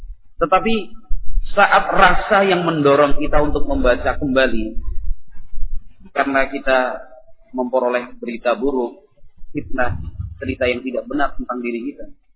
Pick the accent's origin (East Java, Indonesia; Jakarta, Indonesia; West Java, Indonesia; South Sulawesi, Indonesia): East Java, Indonesia; Madura; Saya juga ini orang Madura di sementara.